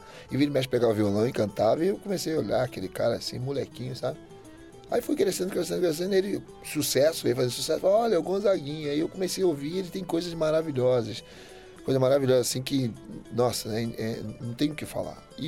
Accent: Rio de Janeiro, Brazil; E eu também cresci num bairro que é muito musical no Brasil, que é no Estácio de Sá. Eu nasci na Tijuca e cresci no Estácio.

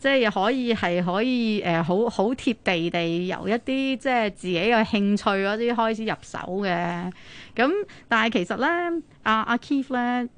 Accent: Hong Kong; 即我們香港人其實一向都覺得好像人家經常說我們香港人只是喜歡賺錢

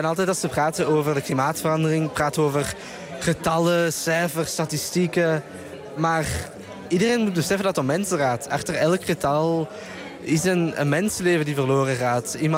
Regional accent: Brussels, Belgium; uit Brussel, België. En ik ben 17 jaar.

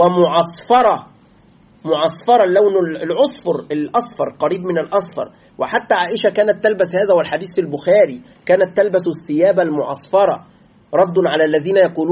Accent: Egypt; تعرف نحن الآن عندنا في مصر كمصريين، كما يعلم إخواننا المصريين، نأكل يعني العيش، نسمي الخبز نسميه عيش

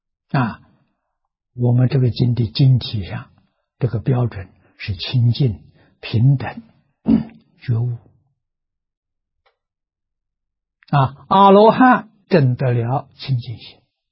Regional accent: China; 所以这两个我们中国人合起来叫成见。

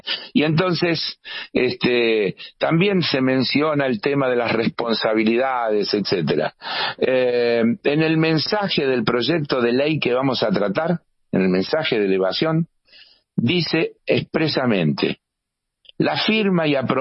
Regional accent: Argentina; Los que estamos ofendidos, en todo caso, somos los argentinos y las argentinas

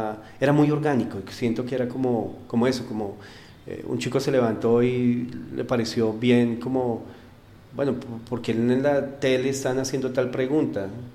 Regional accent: Garagoa, Boyacá, Colombia; el sitio donde yo nací, que es Garagoa. Mi familia es de Macanal.

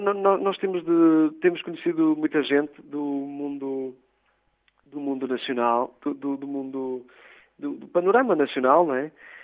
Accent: Norte, Portugal; Vinho Verde, nós somos da zona do Vinho Verde.

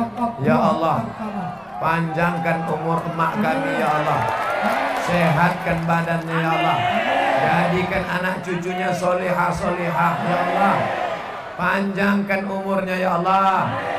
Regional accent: Riau, Indonesia; moved away as an adult; Saya dari Riau ke Kairo. 98 naik pesawat.

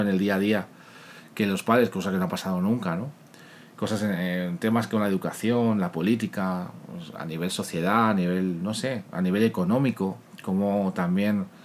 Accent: Spain; soy español. Eso me imagino que todos los que me estén escuchando desde Latinoamérica o desde fuera de mi país, mi acento me habrá delatado enseguida. Vivo en Madrid

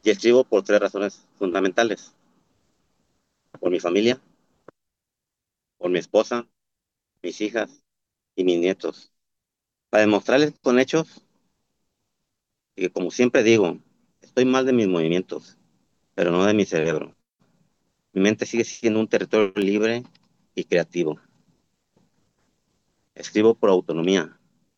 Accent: Tepic, Nayarit, Mexico; Soy orgullosamente de Tepic, Nayarit

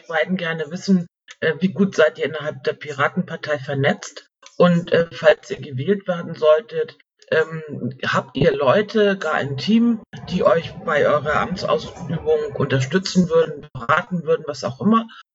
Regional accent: Hesse, Germany; Ja, bin ja auch aus Hessen.

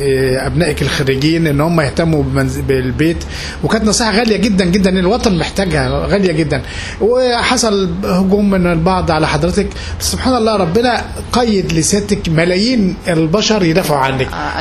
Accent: Egypt; ما يقلقنا كمواطن مصري فعلا

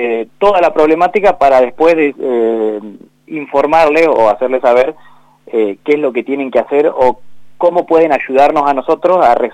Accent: La Pampa, Argentina; Somos todos pampeanos

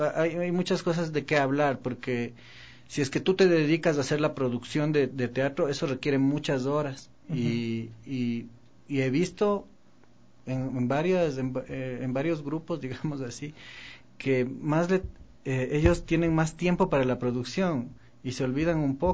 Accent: Quito, Pichincha, Ecuador; nosotros como somos quiteños tenemos esta forma de hablar, ¿no?

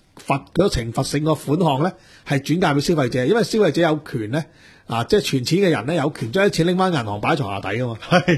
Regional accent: China; 即係話我中國人啊去得日本嘅旅遊多

